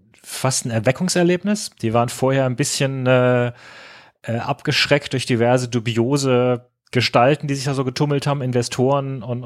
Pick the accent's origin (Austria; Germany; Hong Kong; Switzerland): Germany; Frankfurt, Hesse; Ich meine, euch muss ich als Frankfurter bei guter Stimmung nichts erzählen.